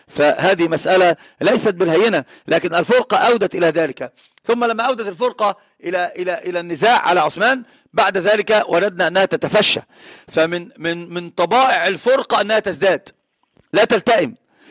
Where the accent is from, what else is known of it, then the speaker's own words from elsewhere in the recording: Egypt; عندنا في مصر العوام يقولون المركب الذي لها اثنان من ربان السفينة لا يمكن أن تسير، لابد أن تغرق.